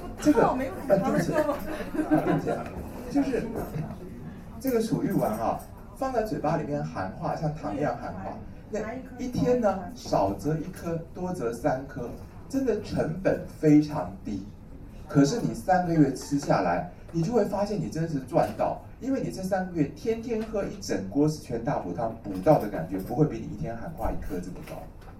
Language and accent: Chinese; China; 我们中国人有一句话叫做“虚不受补”。